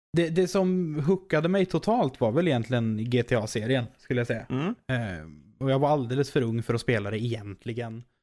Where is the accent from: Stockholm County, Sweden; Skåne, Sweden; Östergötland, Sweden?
Östergötland, Sweden; Norrköping; Ja, jag kommer från Norrköping.